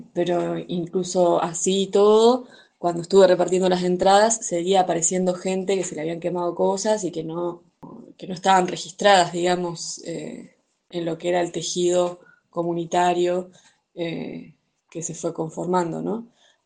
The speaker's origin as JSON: {"language": "Spanish", "region": "Chubut", "country": "Argentina", "tie": "born or raised there", "said": "el sector de la Rinconada, que es donde yo nací y me crié"}